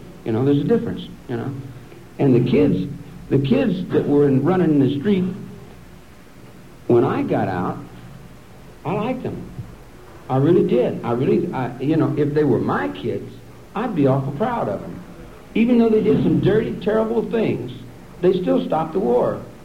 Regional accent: Kentucky, United States; now in Wheeling, United States; where I live in Wheeling, West Virginia. I'm from Kentucky. I'm a Kentucky boy.

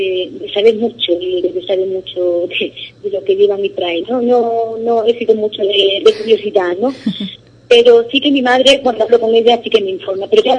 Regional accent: Ubrique, Andalusia, Spain; now in Kenya; mi experiencia aquí en Kenia, gracias a mi pueblo, a Ubrique

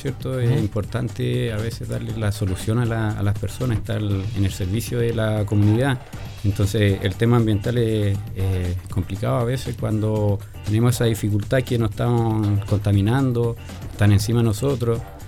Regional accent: San Felipe, Valparaíso, Chile; also born or lived in Saladillo; tengo 34 años, soy de acá, de San Felipe. Siempre me he motivado por el tema ambiental. Nací en Saladillo, en la cordillera.

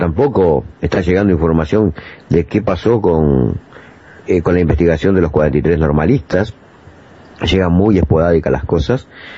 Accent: Uruguay; Tenemos la gran ventaja que como uruguayos tenemos la libertad

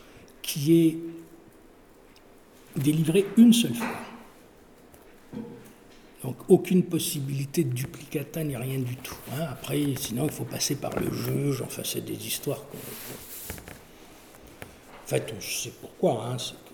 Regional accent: France; born there; Il se trouve que je suis né en France, et donc j'ai été déclaré à l'état civil en France, et comme beaucoup de Kabyles

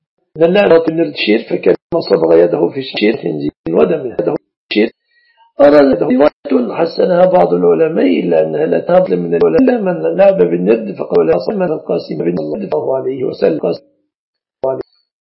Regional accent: Egypt; المصطبة لعل العرب لا يعرفون المصطبة في بلادنا مصر

